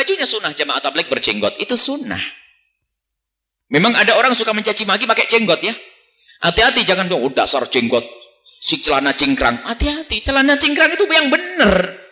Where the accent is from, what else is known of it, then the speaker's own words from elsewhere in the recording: Aceh, Indonesia; dari Aceh. Saya di kampung kami sering ada jamaah tabligh.